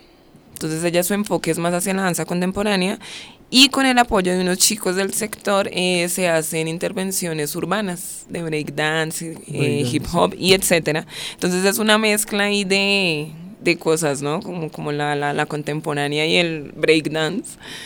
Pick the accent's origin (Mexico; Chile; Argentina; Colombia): Colombia; todos somos chicos que vivimos y pues crecimos en Ciudadela Sucre